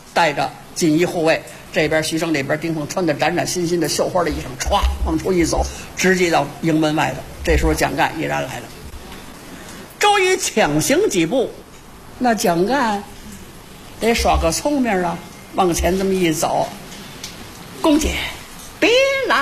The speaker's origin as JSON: {"language": "Chinese", "region": "northern China", "country": "China", "said": "您看南方人呢，跟咱们北方人不太一样。我是北方人啊"}